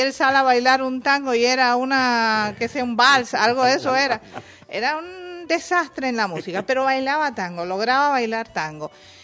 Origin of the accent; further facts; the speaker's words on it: Cuba; vivimos una infancia, una juventud muy tranquila, muy normal, muy cubana, con las mismas carencias y con las mismas cosas lindas de mi pueblo. Y crecimos así.